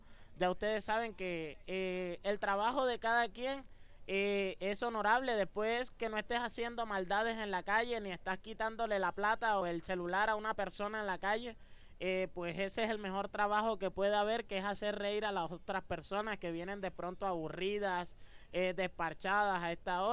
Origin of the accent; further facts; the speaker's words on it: Barranquilla, Atlántico, Colombia; yo vengo de la ciudad de Barranquilla. Ya ustedes saben que somos muy alegres.